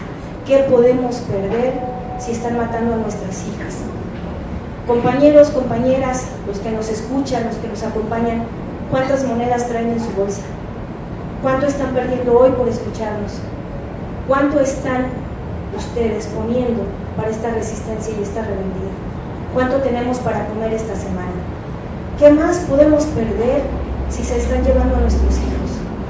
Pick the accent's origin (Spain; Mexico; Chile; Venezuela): Mexico; Xochimilco, Mexico City; soy originaria de Xochimilco, mis abuelos son originarios de Xochimilco